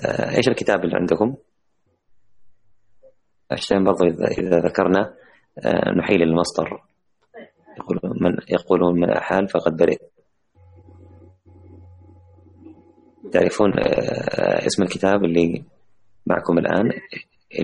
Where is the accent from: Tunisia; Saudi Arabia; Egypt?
Saudi Arabia; Jeddah, Makkah Province; إحنا نحن كلنا من منطقة مكة المكرمة، لعلنا نجد هذا الكتاب بإذن الله في مدينتنا، مدينة جدة.